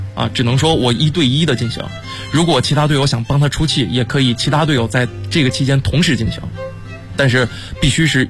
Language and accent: Chinese; Northeast China, China; 我家是东北的嘛，我们那边湖面特别好玩